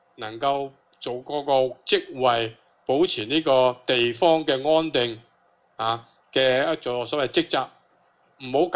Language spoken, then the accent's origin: Cantonese; Hong Kong; 我哋香港人啊，你今日去示威抗议咧